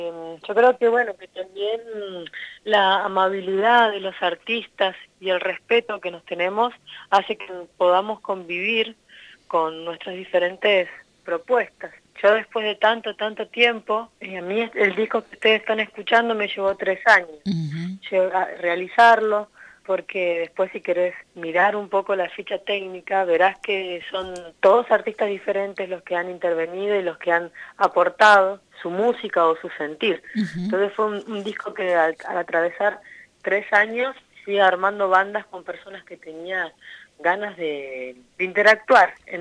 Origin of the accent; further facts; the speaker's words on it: Ingeniero Luiggi, La Pampa, Argentina; now in Buenos Aires, Argentina; soy de Ingeniero Luigi, ya hace 18 años que me vine para Buenos Aires. Y bueno, aquí me crié, ¿no?